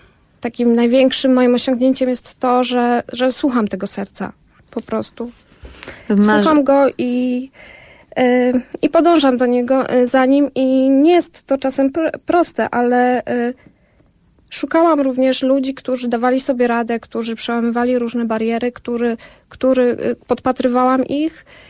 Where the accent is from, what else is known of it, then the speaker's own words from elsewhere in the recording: Zakopane, Lesser Poland, Poland; ja pochodzę z Zakopanego, małej miejscowości